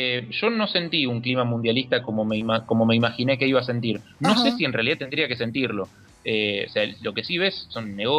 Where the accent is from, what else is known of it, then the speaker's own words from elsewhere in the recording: Argentina; yo y mi comitiva somos todos argentinos.